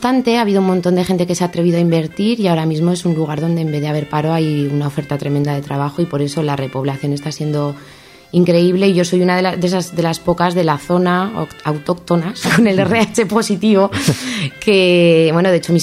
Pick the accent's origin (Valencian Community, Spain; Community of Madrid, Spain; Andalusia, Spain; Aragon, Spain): Aragon, Spain; viendo el mapa, pues desde Huesca, camino Pamplona por la 132, pues de repente llegas a una zona que es mi pueblo, y lo voy a vender como lo vendemos los de ahí, es espectacular